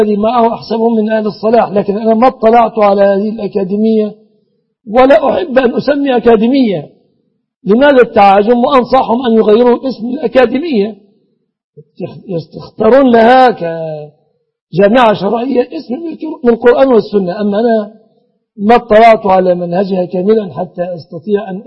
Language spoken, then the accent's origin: Arabic; Egypt; بلادنا مصر